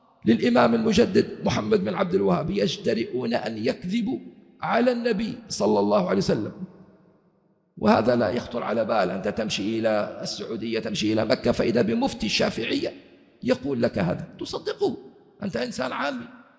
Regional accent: Libya; كم افتروا عليه الأمن عندنا في ليبيا

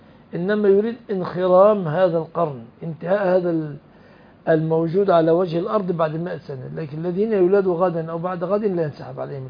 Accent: Egypt; خلاص انا مصري

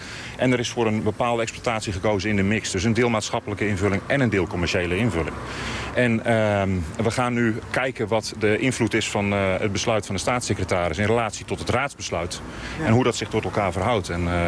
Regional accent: Noordoostpolder, Flevoland, Netherlands; En ik ben zelf ook geboren en getogen in Noordoostpolder.

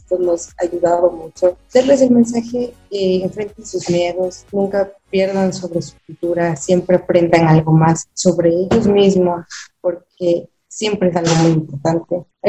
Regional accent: Ecuador; a representar a todos nosotros como ecuatorianos.

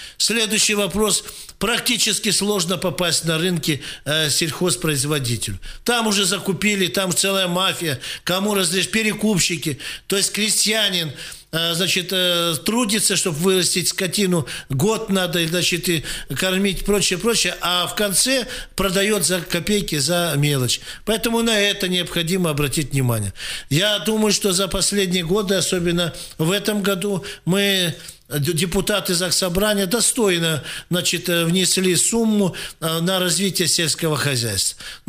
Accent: Krasnoyarsk, Krasnoyarsk Krai, Russia; Мы красноярцы, сибиряки.

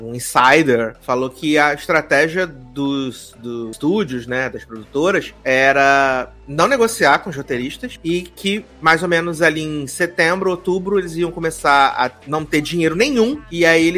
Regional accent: Brazil; É, não, eu só queria, enquanto brasileiro, ver a Bruninha no tapete vermelho, entendeu? Porque aqui no Brasil, provavelmente, vão fazer um tapete vermelho

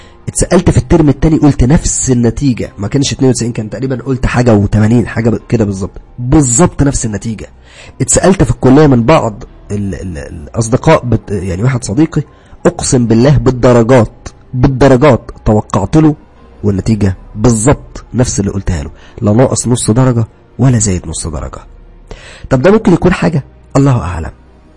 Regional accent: Upper Egypt, Egypt; now in Cairo, Egypt; بعد ما خلصت دراستي اتجهت الى القاهرة، انا اصلا من الصعيد، يعني اصلي صعيدي، ولكن اتجهت الى القاهرة وقعدت في شقة

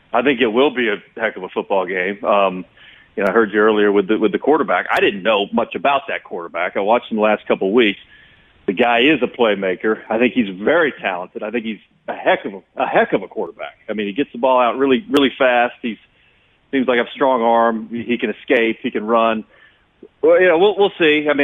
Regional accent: East Coast, United States; I grew up on the East Coast.

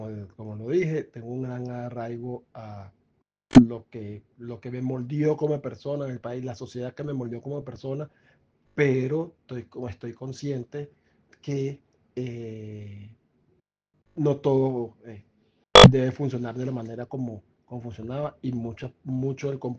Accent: Venezuela; y como venezolano. Evidentemente, toda mi vida la viví en Venezuela, más de 40 años, y tengo un total arraigo a mi país

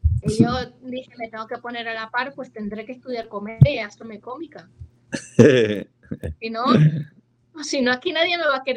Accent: Ciudad Ojeda, Zulia, Venezuela; Maracaibo es muy famoso, que es la capital. Pero yo soy de un pueblito que se llama Ciudad Ojeda, que es como un pueblo petrolero.

